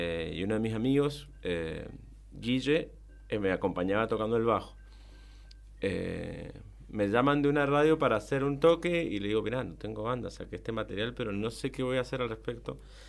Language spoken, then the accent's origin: Spanish; Colonia Segovia, Tarija, Bolivia; En Bermejo, mis pagos. O sea, yo soy de Colonia Segovia.